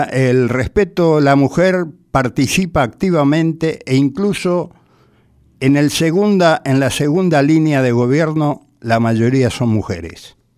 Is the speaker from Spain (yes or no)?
no; Paraguay; Y es un pueblo que está como nosotros, como los paraguayos